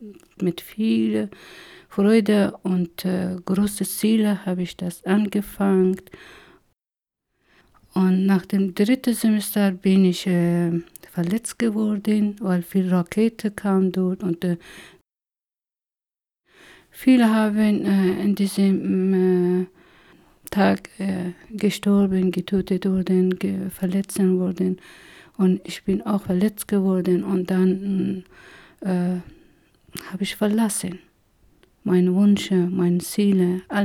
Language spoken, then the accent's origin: German; Herat, Afghanistan; moved away as an adult; now in Germany; Ich komme aus Afghanistan. Seit 1993 bin ich hier und ich freue mich. Ja, ich komme aus der Stadt Herat und habe ich zwei Schwestern und drei Brüder. Und bin ich auch in Herat zur Schule gegangen bis zum Abitur.